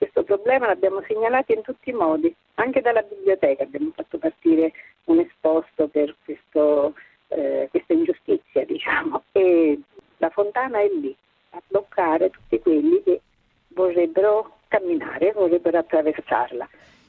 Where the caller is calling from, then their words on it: Rome, Lazio, Italy; siamo da Roma